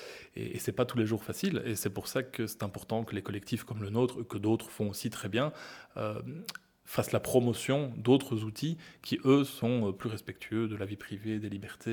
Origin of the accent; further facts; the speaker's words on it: Belgium; la côte flamande, hein, chez nous en Belgique